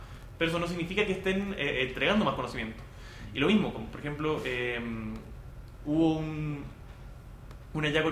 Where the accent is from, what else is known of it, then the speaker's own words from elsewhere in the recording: Chile; Hola, nosotros somos de Chile.